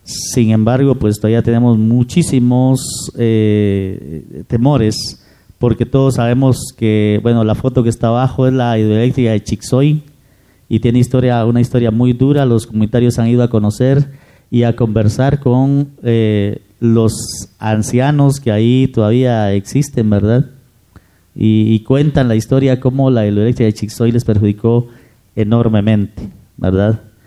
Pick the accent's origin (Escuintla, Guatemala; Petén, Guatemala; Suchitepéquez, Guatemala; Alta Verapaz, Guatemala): Petén, Guatemala; yo vengo de la República de Petén, ¿verdad? Realmente es un territorio bastante, bueno, hasta hace poco era siempre casi desligado del gobierno central.